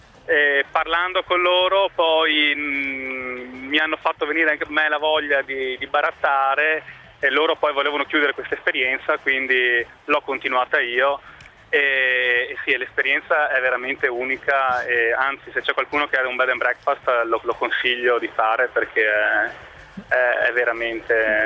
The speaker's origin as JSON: {"language": "Italian", "town": "Padua", "region": "Veneto", "country": "Italy", "said": "io sono da Padova, ho lavorato a Modena, sono province abbastanza laboriose"}